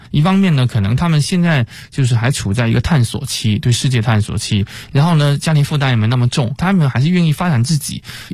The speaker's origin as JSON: {"language": "Chinese", "town": "Chaozhou", "region": "Guangdong", "country": "China", "tie": "born or raised there", "said": "然后包括我的老家广东潮州啊"}